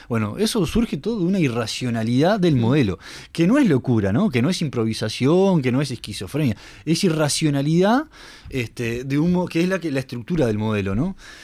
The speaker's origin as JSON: {"language": "Spanish", "country": "Uruguay", "said": "como uruguayos tenemos que estar muy atentos sobre esto"}